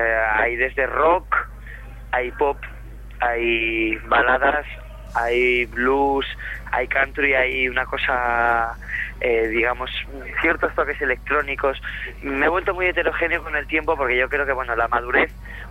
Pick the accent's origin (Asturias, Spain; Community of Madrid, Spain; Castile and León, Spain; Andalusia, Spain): Asturias, Spain; Gijón; yo que soy un poco de pueblo. Hazte cuenta que yo soy de Gijón, que vivo en una ciudad de 300.000 habitantes.